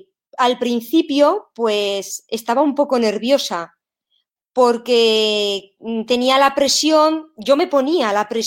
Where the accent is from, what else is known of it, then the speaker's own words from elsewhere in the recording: Spain; moved away as an adult; fue la primera vez que salí de España para ir a trabajar en el extranjero